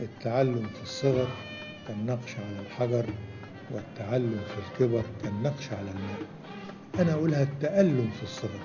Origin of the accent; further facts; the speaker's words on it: Mansoura, Dakahlia, Egypt; إنه عندنا في المنصورة وأنا رايح من المدرسة للبيت أو من المدرسة للمكتبة أو من البيت للمكتبة أمر على أكثر من دار للسينما